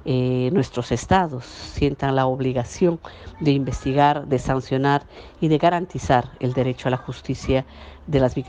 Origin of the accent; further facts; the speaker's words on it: Peru; como peruanos y peruanas estamos indefensos frente a las instituciones del Estado